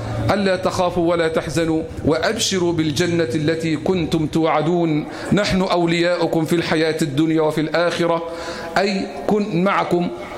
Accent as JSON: {"language": "Arabic", "country": "Egypt", "said": "اللهم احفظ بلدنا مصر"}